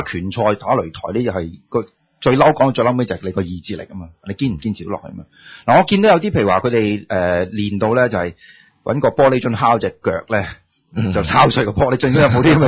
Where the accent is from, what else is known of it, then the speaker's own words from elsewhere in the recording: China; 系啦系啦，我哋中国人讲嘅阴阳啊嘛。